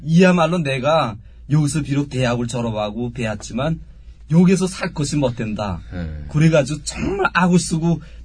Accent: North Korea; moved away; 북한에 있을 때 이렇게 군 떠나니까 중국으로 탈북했어요 제가.

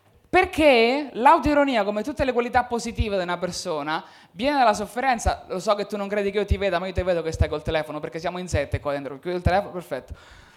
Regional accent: Marche, Italy; now in Milan, Italy; le mie emozioni crescendo nelle Marche non le puoi esprimere. Perché se cresci e dimostri emozioni nelle Marche sei gay, che qua a Milano ottimo, nelle Marche un po' di meno.

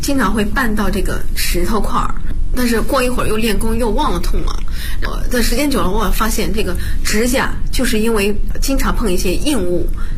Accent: Bozhou, Anhui, China; 我是画图五禽系第59代传承人，我来自安徽亳州。

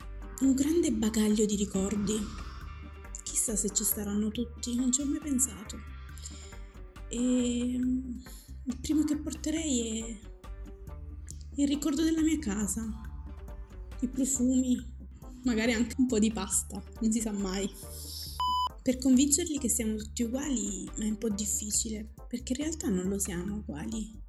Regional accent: Battipaglia, Campania, Italy; Nemmeno i miei genitori sono nati in Italia. Però se mi chiedono di dove sei, io dico sono di qua. Di Salerno, di Battipaglia. Parlo perfettamente l'italiano, come parlo perfettamente il dialetto marocchino.

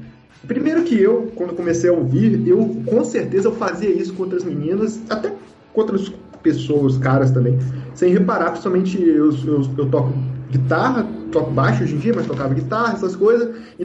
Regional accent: Vassouras, Rio de Janeiro, Brazil; eu sou de Vassouras, em Barra do Piraí

